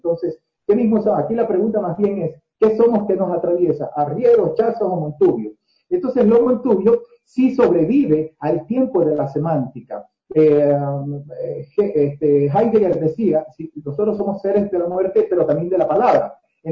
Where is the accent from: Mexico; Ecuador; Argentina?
Ecuador; Guayaquil, Guayas; born there; Nací en Guayaquil y soy igual un producto, proceso y resultado mestizo.